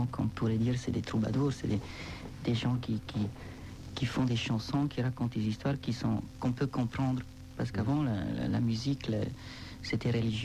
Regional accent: Switzerland; Je suis suisse, quoi.

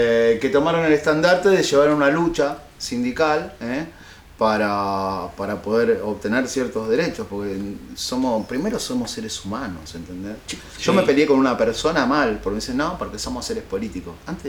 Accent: Buenos Aires, Argentina; Porque yo soy como porteño bastante mal hablado.

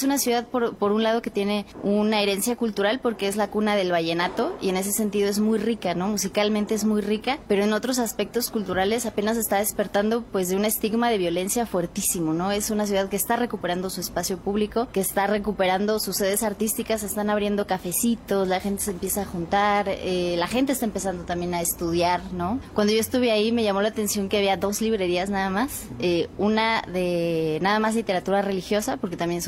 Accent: Mexico; creo que como mexicanos hemos hecho obviamente nuestra hegemonía

